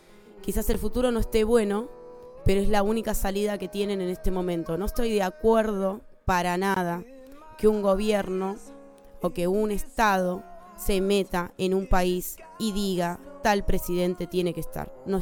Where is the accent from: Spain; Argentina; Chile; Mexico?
Argentina; simplemente soy una argentina viéndolos de afuera